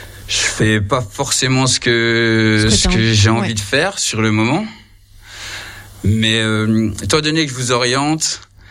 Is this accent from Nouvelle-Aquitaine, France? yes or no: no; Grand Est, France; Moi, j'ai grandi dans les Vosges, donc c'est aussi pour ça.